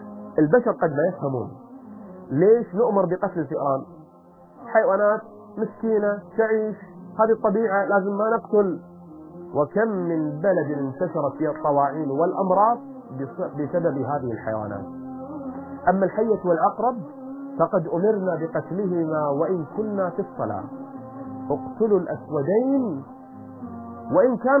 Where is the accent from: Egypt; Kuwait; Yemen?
Kuwait; accent: Kuwaiti; أو إحنا بلهجتنا الكويتية نسميه البراعصي